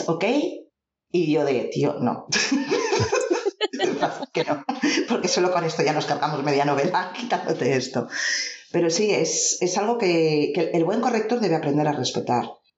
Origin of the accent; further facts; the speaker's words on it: Valencian Community, Spain; una persona que vive en mi zona, en la zona de Valencia, no hablamos como los de Madrid.